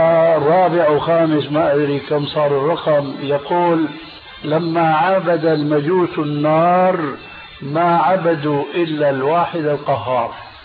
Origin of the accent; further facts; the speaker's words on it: Syria; تلقفها بعض العامة عندنا في سوريا